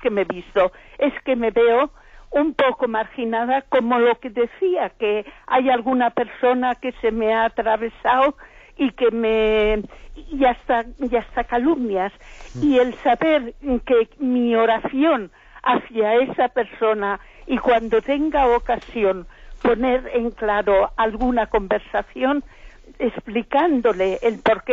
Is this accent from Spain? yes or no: yes; Basque Country, Spain; Mire, soy del País Vasco.